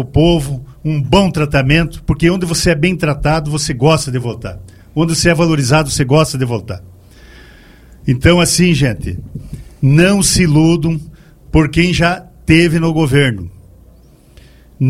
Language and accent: Portuguese; Guatambu, Santa Catarina, Brazil; born there; principalmente de Guatambu, né, minha terra, onde eu nasci.